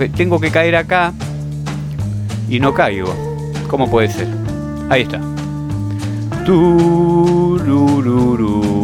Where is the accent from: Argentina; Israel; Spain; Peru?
Argentina; Usted dirá, son cosas, somos argentinos, son cosas que no nos competen.